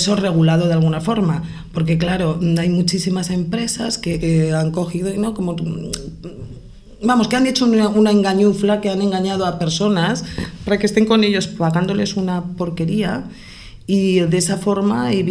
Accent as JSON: {"language": "Spanish", "town": "Pamplona", "region": "Navarre", "country": "Spain", "said": "soy de Pamplona, he conocido gente con 6 trabajos diferentes."}